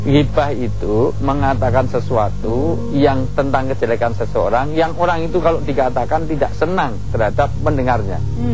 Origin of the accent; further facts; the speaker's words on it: Yogyakarta, Special Region of Yogyakarta, Indonesia; Saya dari Jogja bu.